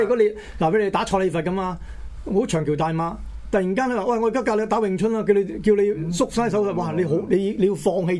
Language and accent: Cantonese; To Kwa Wan, Hong Kong; 我哋細個嗰陣喺香港都見過